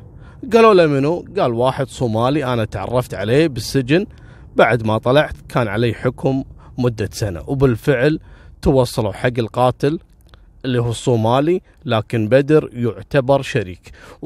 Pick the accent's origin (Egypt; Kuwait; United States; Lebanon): Kuwait; فيستغل قضية البدون عندنا في الكويت إنه ما عندهم إثباتات